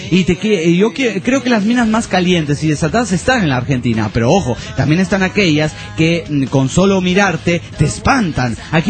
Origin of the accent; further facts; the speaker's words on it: Andorra; Hay mucha gente de muchísimos países que podría venir a decir, y nunca me nombra a mí, que soy de Andorra.